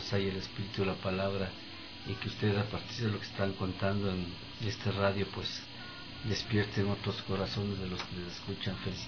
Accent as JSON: {"language": "Spanish", "town": "Latacunga", "region": "Cotopaxi", "country": "Ecuador", "tie": "born or raised there", "said": "Yo vengo cantando desde muy pequeñito, yo soy de la Tacunga, y aprendí a cantar lustrando zapatos y vendiendo diarios."}